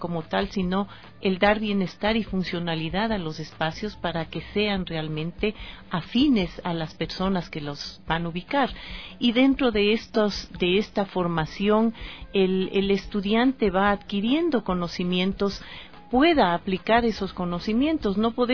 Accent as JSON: {"language": "Spanish", "country": "Ecuador", "said": "cuando yo me gradué en los Estados Unidos y regresé a ejercer en mi país, Ecuador"}